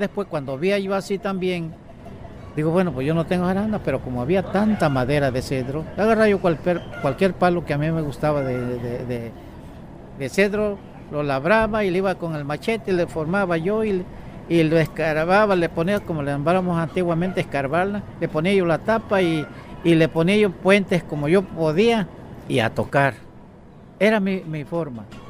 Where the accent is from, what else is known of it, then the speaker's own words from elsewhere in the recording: Guapinole, Veracruz, Mexico; Yo vengo aquí a San Juan, yo vivía en mi pueblo, en Guapinole.